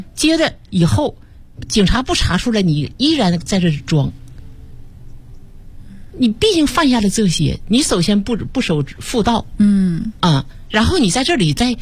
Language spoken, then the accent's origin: Chinese; Northeast China, China; accent: Northeast Mandarin; 用我们东北话叫这个可能别人听不懂，我们东北话叫蹲地缸子